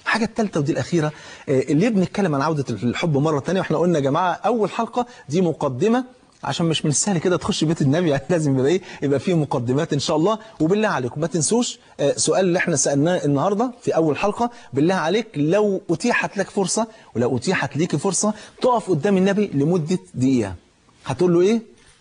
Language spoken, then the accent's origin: Arabic; Egypt; في المثل عندنا في مصر